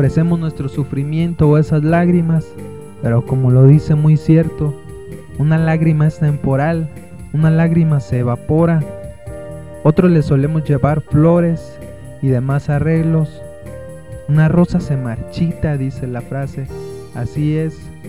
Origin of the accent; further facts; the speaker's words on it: Mexico; rescatamos nuestras tradiciones como mexicanos